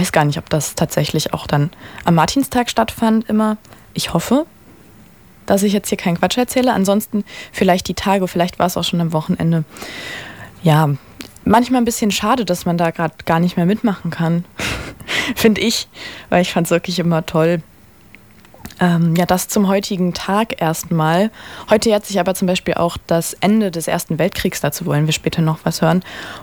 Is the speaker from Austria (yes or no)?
no; Rhineland, Germany; ich komme aus dem Rheinland ursprünglich, da hat Karneval eine große Bedeutung